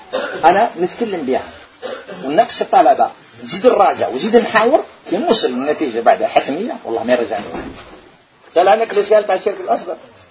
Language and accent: Arabic; Algeria; احنا جزائريين نقول